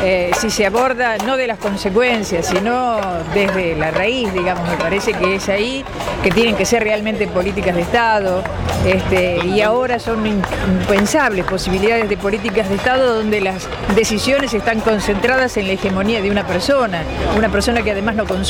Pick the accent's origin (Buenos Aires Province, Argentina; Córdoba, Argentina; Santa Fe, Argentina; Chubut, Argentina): Buenos Aires Province, Argentina; Tandil; Soy de Tandil, ¿sí?